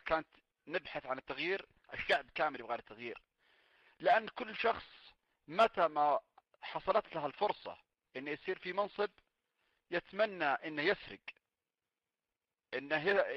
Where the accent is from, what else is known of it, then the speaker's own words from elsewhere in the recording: Saudi Arabia; وهذا الشيء ما المفروض أنه يكون عندنا في السعودية